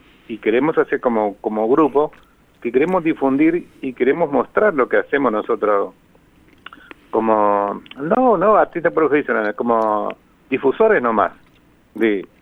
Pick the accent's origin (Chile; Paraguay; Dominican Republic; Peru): Paraguay; Pilar, Ñeembucú; Yo soy de Pilar, por ejemplo, de Pilar, Paraguay